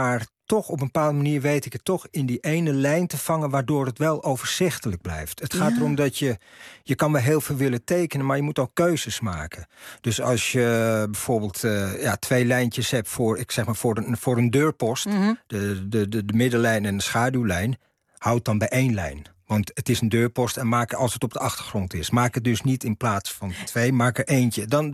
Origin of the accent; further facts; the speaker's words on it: Amsterdam, North Holland, Netherlands; born there; Ik kom natuurlijk in Amsterdam. Ik ben in Amsterdam geboren